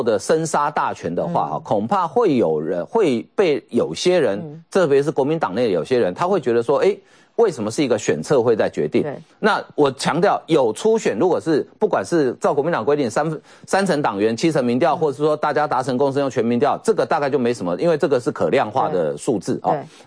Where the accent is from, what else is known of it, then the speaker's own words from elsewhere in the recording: Miaoli County, Taiwan; 这我故乡的县长，这一定要讲一下哈。他苗栗县长八年任内负债增加600多亿